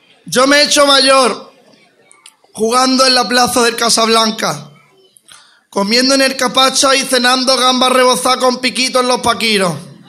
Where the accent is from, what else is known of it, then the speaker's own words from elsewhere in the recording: Archidona, Andalusia, Spain; Todas las caries que tuve de niño fueron porque crecí aquí comprando chuches